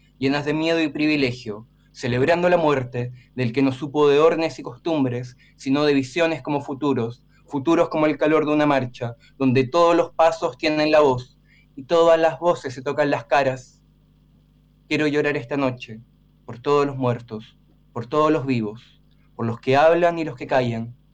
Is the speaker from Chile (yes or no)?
yes; Chile; También soy chileno, y este es un poema que refiere a algo que pasó en Chile.